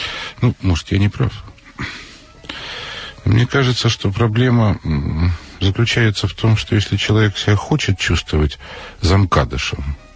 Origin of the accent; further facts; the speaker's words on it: Moscow, Russia; И Вольф москвич, и я москвич.